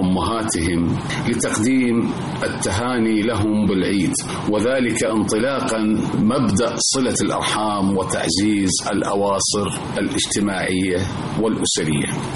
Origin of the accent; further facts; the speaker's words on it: Iraq; ولعل أبرز العبارات المتداولة عندنا في العراق في ذلك اليوم